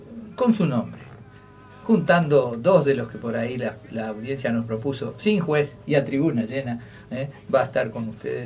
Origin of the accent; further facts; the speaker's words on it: Uruguay; Mostrando un poco lo que somos los uruguayos